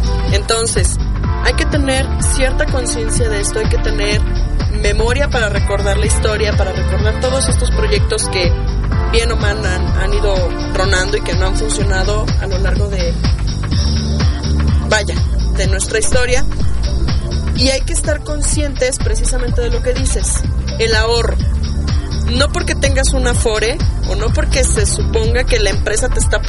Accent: Mexico; es importante que tengamos memoria como ciudadanos, como mexicanos

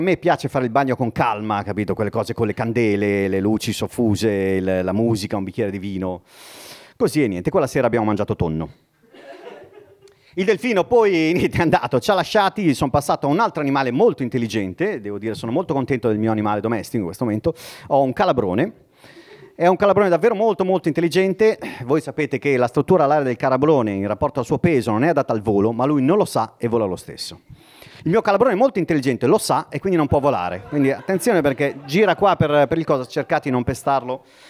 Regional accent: Bologna, Emilia-Romagna, Italy; born there; io sono nato a Bologna, quindi Andrea ha citato Bologna, io in effetti sono nato a Bologna.

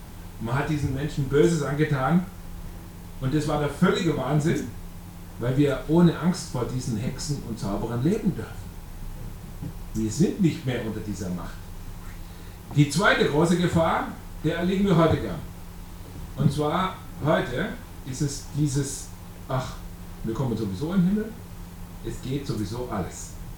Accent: Bavaria, Germany; bei uns im Allgäu da oben, die sind echte Profis da.

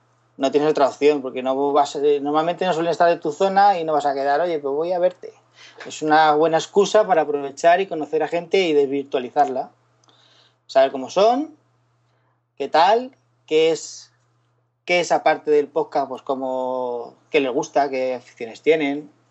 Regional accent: Alicante, Valencian Community, Spain; soy de Alicante, estoy en el GUN de Alicante

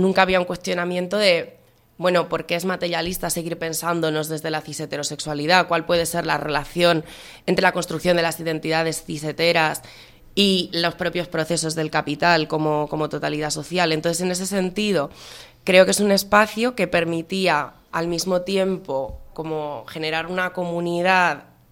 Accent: Aragon, Spain; soy de Aragón y me interesa muchísimo la experiencia del Consejo de Aragón

